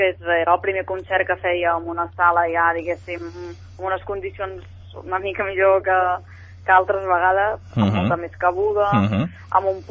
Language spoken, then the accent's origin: Catalan; Granollers, Catalonia, Spain; Exacte, sóc de Granollers.